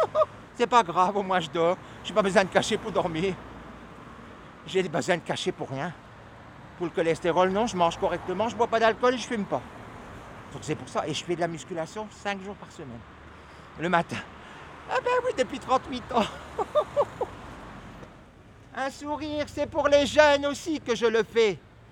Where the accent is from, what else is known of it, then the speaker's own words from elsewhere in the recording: Dunkirk, Hauts-de-France, France; J'ai pris le bus, je viens de Dunkerque, donc le bus, je le prenais, il était gratuit comme ici maintenant.